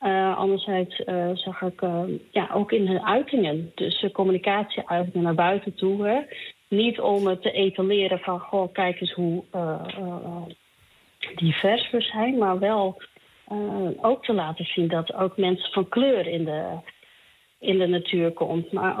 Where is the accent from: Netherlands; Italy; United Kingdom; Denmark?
Netherlands; Friesland; Ik ben in Friesland opgegroeid en vlakbij Lauwersoog.